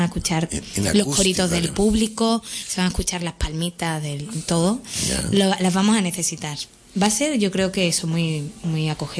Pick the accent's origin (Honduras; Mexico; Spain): Spain; Bornos, Andalusia; Tengo una cajita en mi pueblo, en Bornos, allí en Cádiz, llena de letras de cuando vivía ahí, que era súper pequeña.